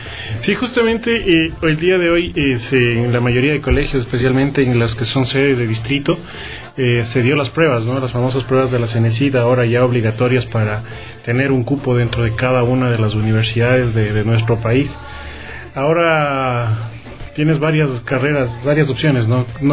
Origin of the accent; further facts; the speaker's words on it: Quito, Pichincha, Ecuador; yo soy aquí de Quito, doy la prueba aquí en Quito